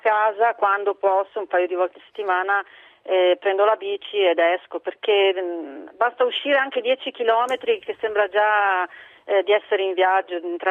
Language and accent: Italian; Bolzano, Trentino-Alto Adige, Italy; Io sono di Bolzano, sì, cresciuta a Bolzano, e, insomma, amo le Dolomiti